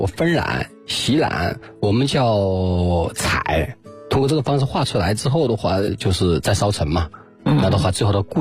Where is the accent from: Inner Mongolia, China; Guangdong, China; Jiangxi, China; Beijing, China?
Jiangxi, China; Linchuan; 我是江西临川人。